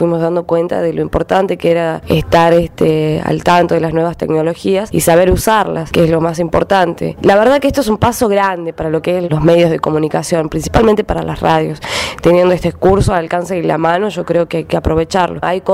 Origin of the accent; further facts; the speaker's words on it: Tucumán, Argentina; Bueno, hola … vengo de Tucumán, de la radio Piedra y Camino de Acheral.